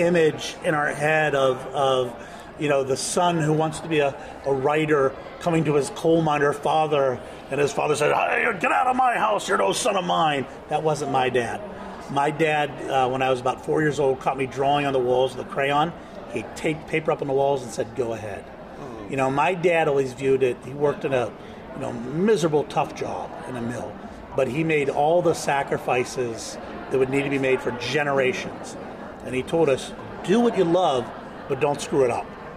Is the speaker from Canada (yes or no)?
no; Pittsburgh, Pennsylvania, United States; accent: Pittsburgh; You're also getting my Pittsburgh accent in there, which is just blurs everything together into one word.